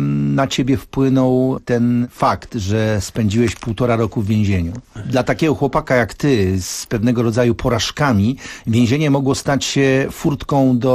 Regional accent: Warsaw, Masovian Voivodeship, Poland; jestem chłopakiem z Bielan. Tyle, że jestem od ciebie jednak te kilkanaście lat starszy.

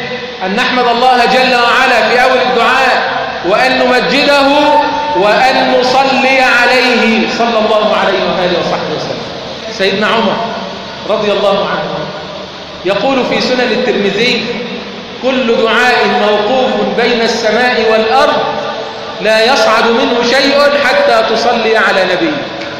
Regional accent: Egypt; اللهم اجعل بلدنا مصر امنا امانا

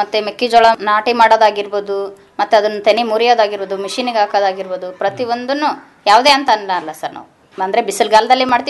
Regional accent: Hosamalapanagudi, Karnataka, India; ನಮ್ಮ ಸ್ವಂತ ಊರು ಇದೆ ಸರ್, ಹೊಸಮಲಪನಗುಡಿ.

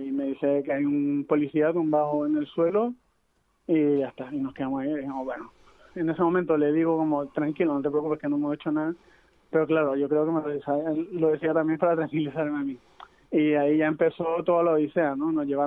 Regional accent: Chile; o sea, yo soy chileno

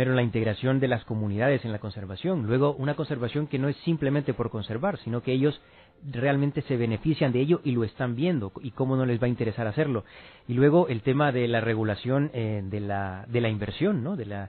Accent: Honduras; una semana más que convivimos como hondureños

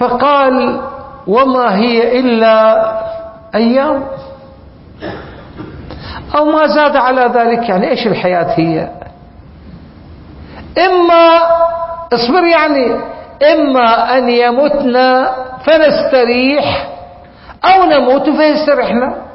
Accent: Iraq; كلمة آه وهي لحد الآن موجودة عندنا في العراق مشهورة.

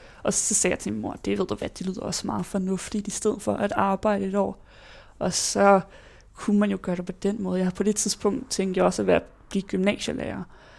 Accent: Ballerup, Capital Region of Denmark, Denmark; also born or lived in Johannesburg, South Africa; jeg var født i Johannesburg, Sydafrika, hvor jeg boede der i 3 år, indtil at mine forældre og søster og jeg flyttede tilbage til Danmark, hvor vi så boede i Ballerup, hvor jeg så har boet det meste af mit liv til efter gymnasiet

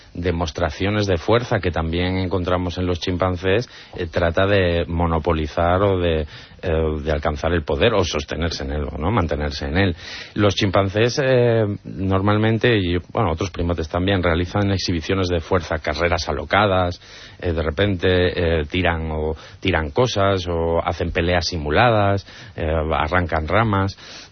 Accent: Torrelavega, Cantabria, Spain; born there; en el zoo de Santillana del Mar, que está muy cerquita de Torrelavega, que es la ciudad donde yo nací

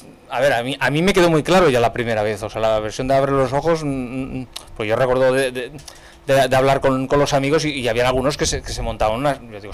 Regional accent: Spain; americano, yo soy español.

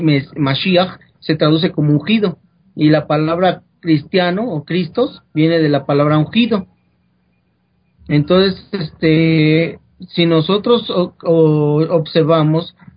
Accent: Mexico; de más de 6,000 religiones que existen aquí en mi país, bueno, que tú también eres de acá de México

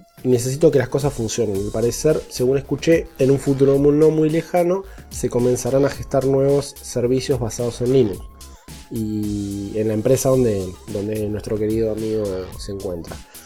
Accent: Salta, Argentina; De Salta, al norte de Argentina.

